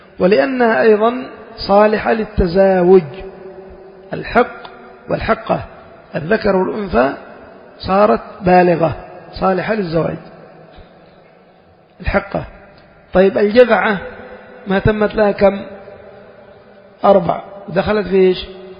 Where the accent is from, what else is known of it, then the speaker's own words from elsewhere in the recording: Yemen; يعني عندنا في اليمن شخص تقول من رجال